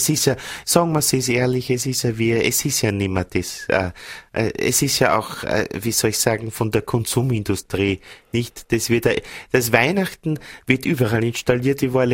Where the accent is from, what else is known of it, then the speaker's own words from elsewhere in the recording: Vienna, Austria; now in Innsbruck, Austria; Ich rufe an aus Innsbruck. Also ich bin eigentlich Wienerin, ne? Lebe ja, aber jetzt seit 10 Jahren in Innsbruck, habe einen Innsbrucker geheiratet